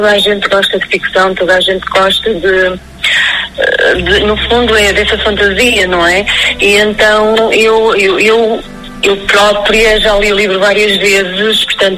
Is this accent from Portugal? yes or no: yes; Chaves, Norte, Portugal; eu sou de Chaves, sou claudiense, portanto, vazio-me muito naquela zona transmontana